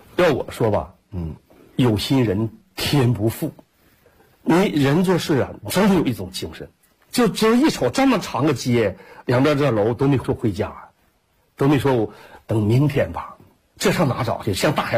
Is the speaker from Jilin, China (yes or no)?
yes; Jilin, China; 我说我是吉林的